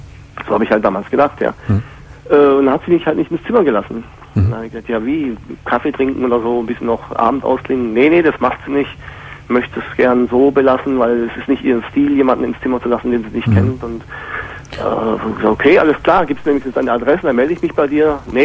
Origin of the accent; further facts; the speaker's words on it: Hungary; Also ich komme aus Ungarn.